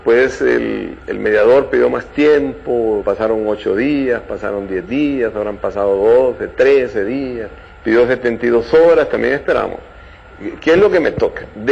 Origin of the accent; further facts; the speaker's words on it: Honduras; el derecho que tenemos los hondureños constitucionalmente a no aceptar cuando hay un régimen de fuerza